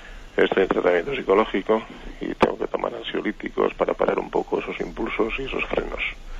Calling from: Bilbao, Basque Country, Spain; soy de Bilbao.

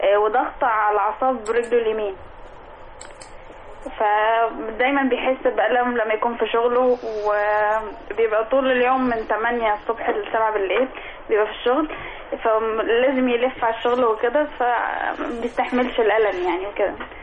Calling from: Sohag, Sohag Governorate, Egypt; من سوهاج.

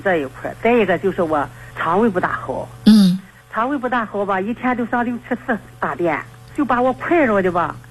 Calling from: Qingdao, Shandong, China; 我是青岛的。

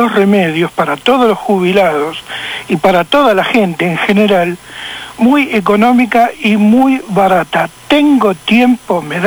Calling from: Boedo, Buenos Aires, Argentina

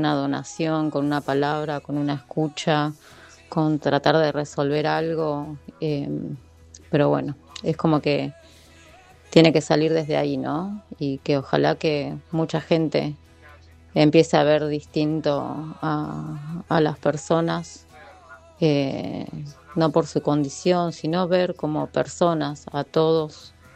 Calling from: Berazategui, Buenos Aires Province, Argentina; de Vientos de Libertad, de Berazategui.

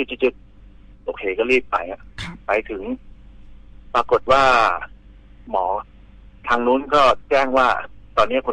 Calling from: Bang Khae, Bangkok, Thailand; ที่บางแคครับ

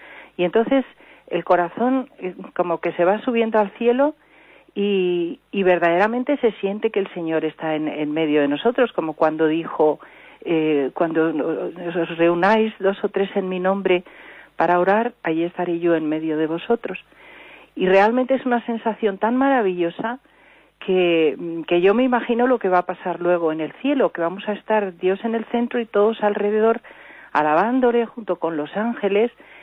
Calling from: Madrid, Community of Madrid, Spain; De Madrid.

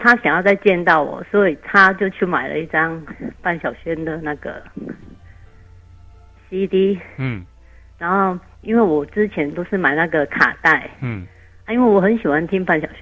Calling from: Kaohsiung, Taiwan; 我是高雄的

